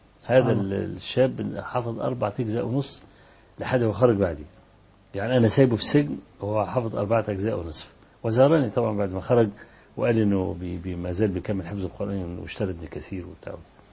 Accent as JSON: {"language": "Arabic", "town": "Kafr El Sheikh", "region": "Kafr El Sheikh Governorate", "country": "Egypt", "said": "كان في فكر التكفير عندنا في كفر الشيخ"}